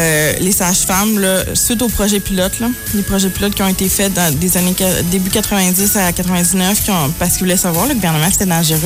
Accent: Quebec City, Quebec, Canada; Moi, j'étais à Blainville, je viens de Québec, là.

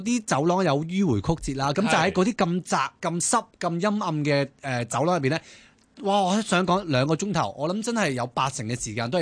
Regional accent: Hong Kong; 作為香港人咧

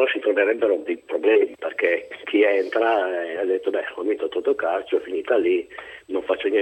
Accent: Turin, Piedmont, Italy; io sono di Torino e a Torino non è che stia così bene.

